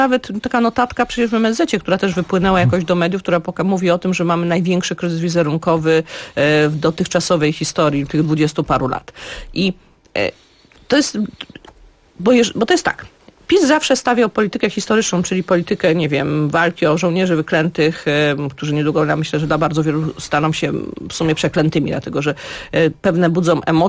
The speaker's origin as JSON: {"language": "Polish", "town": "Łódź", "region": "Łódź Voivodeship", "country": "Poland", "said": "Ja jestem akurat z miasta Łodzi, jestem łodzianką i to było miasto przed wojną wielu kultur."}